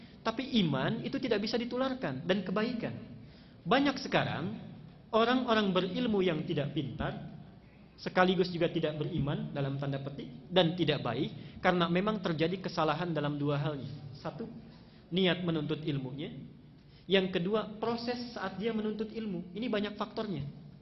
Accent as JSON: {"language": "Indonesian", "region": "Banten", "country": "Indonesia", "said": "Karena tahu saya datang dari Banten"}